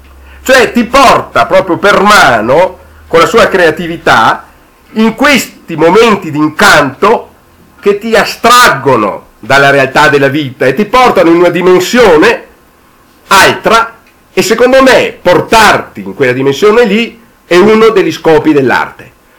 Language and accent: Italian; Verona, Veneto, Italy; perché io sono veronese, io sono sempre venuto in vacanze in Alto Adige